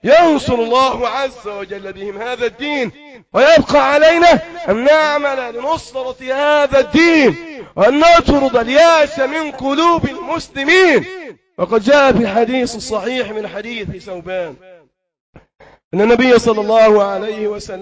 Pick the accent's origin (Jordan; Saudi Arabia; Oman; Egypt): Egypt; في مرحلة متقدمة في بلدنا مصر وفي بعض البلاد العربية